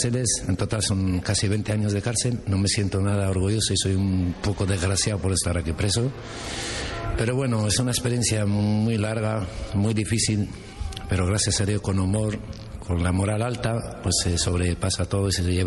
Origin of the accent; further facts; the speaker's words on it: Tetouan, Tanger-Tetouan-Al Hoceima, Morocco; now in Spain; Sí, me siento español. Soy de Marruecos y del norte, de Tetuán. Por una española, pero mi segundo país es este.